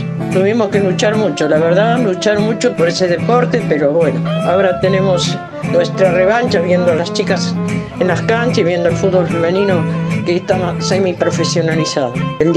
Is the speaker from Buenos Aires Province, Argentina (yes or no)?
yes; Bernal, Buenos Aires Province, Argentina; also born or lived in Avellaneda / Sarandí; Nací en Avellaneda, viví en Bernal y en Sarandí. En mi casa vivía mi papá, mi mamá y tenía un hermano.